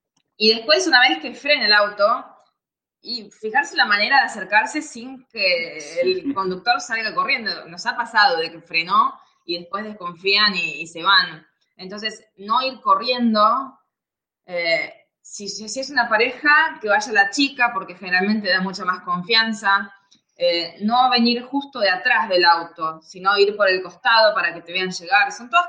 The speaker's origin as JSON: {"language": "Spanish", "country": "Argentina", "said": "somos de Argentina y estamos viajando de Filipinas a Turquía."}